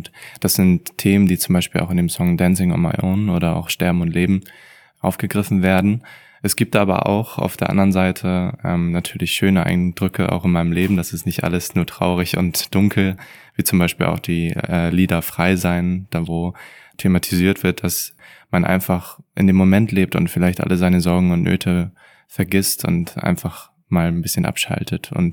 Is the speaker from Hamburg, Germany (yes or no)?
yes; Hamburg, Germany; Ich komme aus Hamburg.